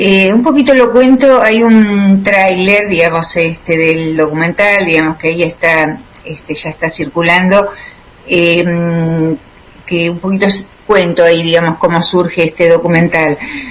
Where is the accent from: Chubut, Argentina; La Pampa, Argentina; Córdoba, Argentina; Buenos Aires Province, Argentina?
Buenos Aires Province, Argentina; Ingeniero White; Mi pueblo de origen es el Ingeniero Guay, el puerto de Bahía Blanca.